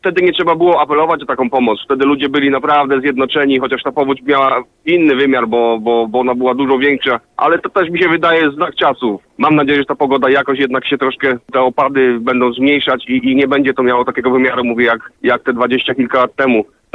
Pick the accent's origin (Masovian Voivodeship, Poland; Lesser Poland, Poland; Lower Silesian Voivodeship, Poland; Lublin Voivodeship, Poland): Lower Silesian Voivodeship, Poland; Jestem z Dolnego Śląska, u nas też pada.